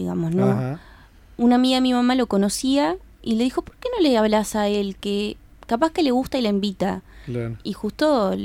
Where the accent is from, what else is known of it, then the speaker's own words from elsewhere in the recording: Montevideo, Uruguay; Sí, soy de Montevideo.